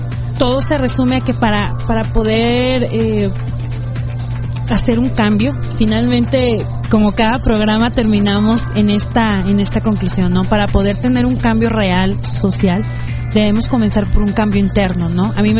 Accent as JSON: {"language": "Spanish", "country": "Mexico", "said": "¿Cómo estamos nosotros como mexicanos exigiendo el cambio en nuestro país?"}